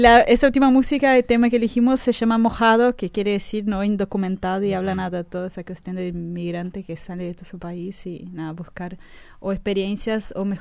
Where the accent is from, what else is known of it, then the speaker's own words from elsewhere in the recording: Brazil; Spanish is a second language; yo como brasileña, si hablas uno y otro, yo entiendo los dos.